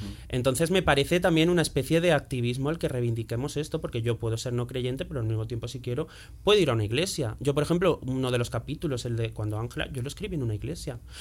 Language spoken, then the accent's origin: Spanish; Andalusia, Spain; yo soy de Andalucía, o sea, ya ahí, si el folclore en España es fuerte, el folclore religioso en Andalucía más. Soy de un pueblo, me crié en los 90